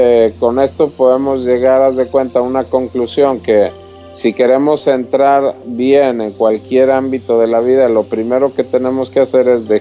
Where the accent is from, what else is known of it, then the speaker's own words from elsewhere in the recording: Mexico; yo también soy mexicano